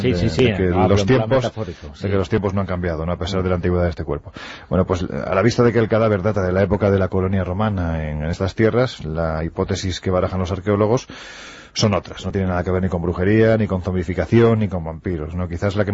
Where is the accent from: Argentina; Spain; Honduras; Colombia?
Spain; Andalusia; Yo parto de la idea de que soy andaluz sin gracia